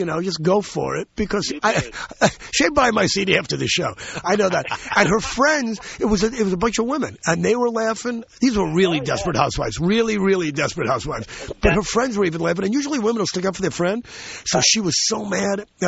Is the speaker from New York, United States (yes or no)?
yes; New York, United States; I'm a New Yorker, and I love New York